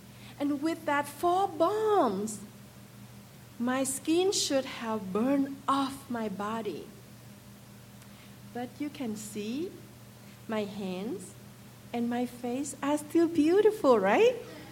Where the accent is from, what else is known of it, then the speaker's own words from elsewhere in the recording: Vietnam; English is a second language; Like most Vietnamese children, I was raised in the Cao Dai faith.